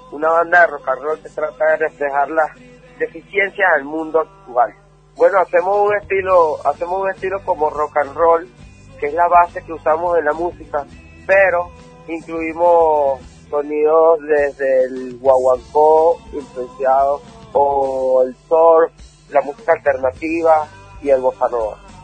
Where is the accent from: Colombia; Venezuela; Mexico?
Venezuela; les mando un saludo a Argentina desde acá de Venezuela, con mucho amor, con mucho cariño.